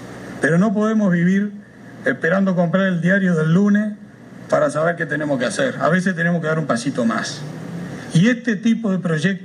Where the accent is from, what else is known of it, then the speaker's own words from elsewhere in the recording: Uruguay; yo escucho que se habla mucho, y somos bien uruguayos, ¿no?